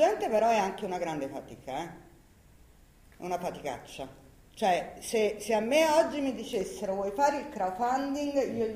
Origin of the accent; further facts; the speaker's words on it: Campania, Italy; Allora, io sono napoletana, si capisce, no?